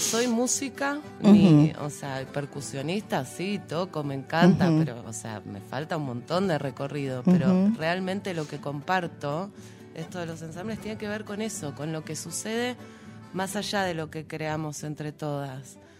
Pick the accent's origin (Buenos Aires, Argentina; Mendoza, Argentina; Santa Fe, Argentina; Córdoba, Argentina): Buenos Aires, Argentina; yo soy de Buenos Aires originalmente, vivo acá en el Valle hace unos 7 años, uh-huh, más o menos.